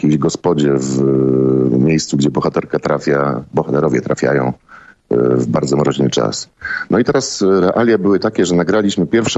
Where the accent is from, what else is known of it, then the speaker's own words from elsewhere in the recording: Silesian Voivodeship, Poland; born there; accent: Silesian; ja urodziłem się na Śląsku i raczej posługuję się Gwarą Śląską.